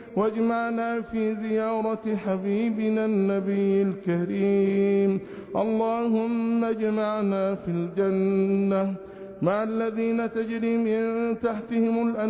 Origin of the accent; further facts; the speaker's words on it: Egypt; احفظ بلادنا مصر بحفظك